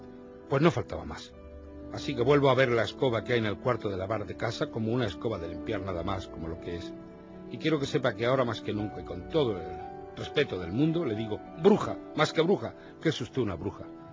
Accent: Spain; yo soy un niño español de 68 años, un soñador

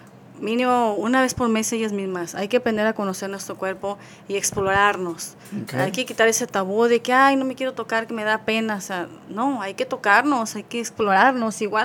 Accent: Guadalajara, Jalisco, Mexico; Soy de Guadalajara, Jalisco.

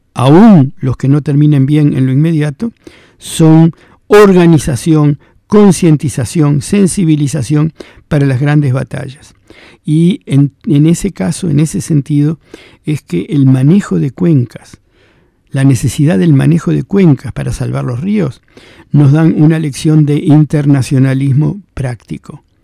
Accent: Argentina; Si yo soy argentino y vivo en Argentina

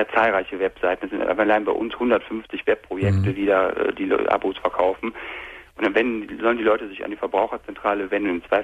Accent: North Rhine-Westphalia, Germany; Ich komme aus der Nähe von Köln.

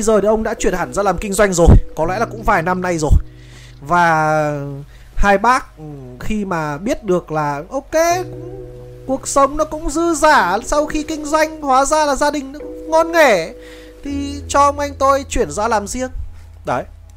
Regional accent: Hanoi, Vietnam; nói chung tôi thì cũng là người ở Hà Nội, sinh ra lớn lên ở Hà Nội

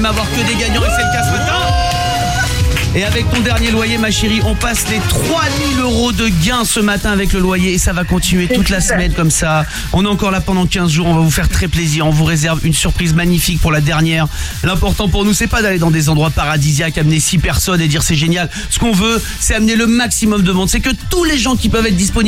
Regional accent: Aix-en-Provence, Provence-Alpes-Côte d'Azur, France; C'est ma ville de cœur, là où j'ai grandi, c'est Aix-en-Provence.

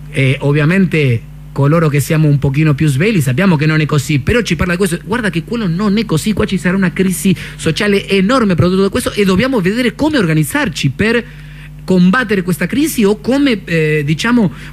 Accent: Argentina; now in Italy; siendo argentino

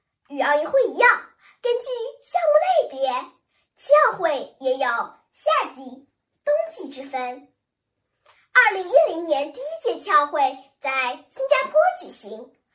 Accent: Chengdu, Sichuan, China; 我是来自成都市的小记者

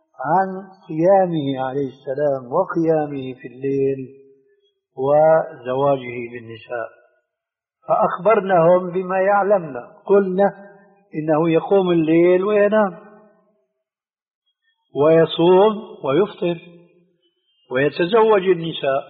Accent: Syria; عندنا في الشام يسمى المقدمة بالتذكير، ويقلب الذال إلى دال

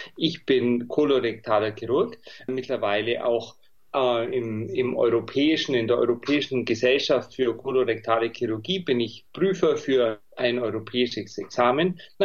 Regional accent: Bavaria, Germany; ich bin ein Bayer, das hört man vielleicht. Ich habe in München, oder nicht vielleicht, sondern ganz sicher, ich habe in München studiert

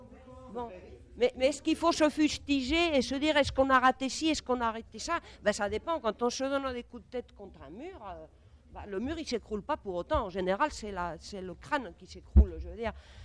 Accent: Spain; born there; French is a second language; Moi, je suis espagnole, je suis née en 51, sous Franco.

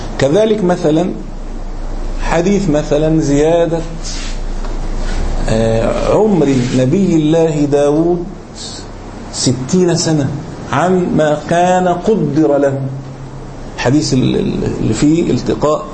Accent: Egypt; مليم زي ما يقول احنا عندنا في مصر

